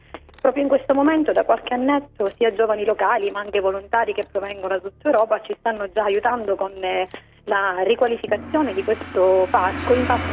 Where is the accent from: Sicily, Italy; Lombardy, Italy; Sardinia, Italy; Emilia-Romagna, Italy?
Sicily, Italy; noi intanto siamo molto ospitali come siciliani, lo ospitiamo qui.